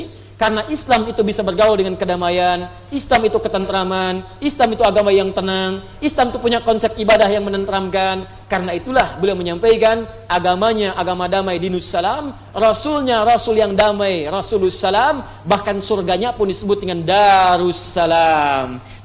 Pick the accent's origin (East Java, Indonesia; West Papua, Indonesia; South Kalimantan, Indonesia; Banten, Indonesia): Banten, Indonesia; Pandeglang; born there; di Pandeglang di Menes ya di tempat kelahiran kami di Pandeglang di Matla Al Anwar ya di MA Matlaul Anwar